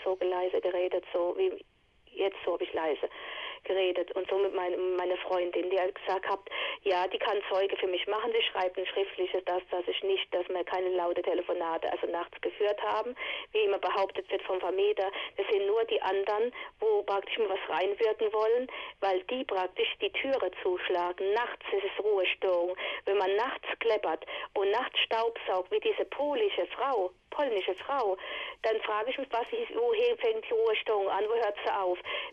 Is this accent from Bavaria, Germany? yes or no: no; Viernheim, Hesse, Germany; born there; ich bin auch gebürtige Viernheimerin, bloß wohne ich 2 Jahre hier.